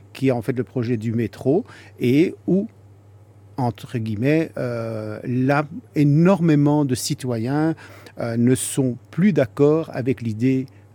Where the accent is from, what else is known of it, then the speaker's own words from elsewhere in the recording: Brussels, Brussels-Capital Region, Belgium; born there; je suis un Marolien, puisque je suis né dans les Marolles.